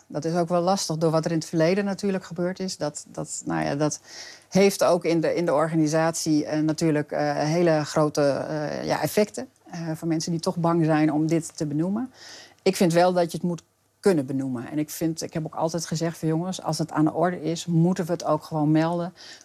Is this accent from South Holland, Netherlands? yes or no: no; Friesland, Netherlands; Ik kom natuurlijk zelf uit Friesland en ben daar ook geworteld. Ik woon daar ook.